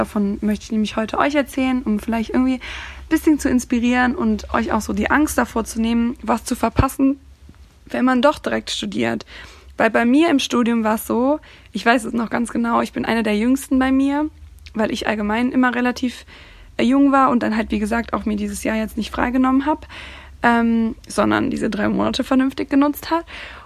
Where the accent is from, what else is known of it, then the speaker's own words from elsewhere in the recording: Cologne, North Rhine-Westphalia, Germany; Also, ich studiere mittlerweile hier in Köln. Ich komme aus Köln, beziehungsweise aus der Nähe von Köln.